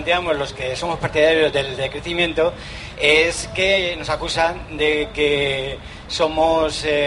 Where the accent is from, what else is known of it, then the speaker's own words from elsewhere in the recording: Canary Islands, Spain; Y la tercera cuestión es que vengo de Tenerife.